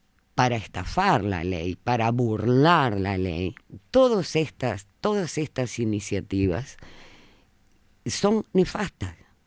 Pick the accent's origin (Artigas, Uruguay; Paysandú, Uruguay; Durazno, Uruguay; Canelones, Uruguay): Durazno, Uruguay; Yo soy de Durazno